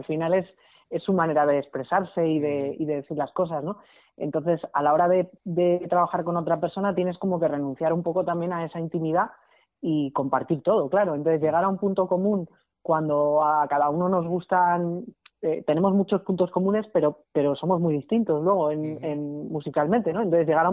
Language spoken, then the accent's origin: Spanish; Segovia, Castile and León, Spain; born there; now in Madrid, Spain; yo nací en Segovia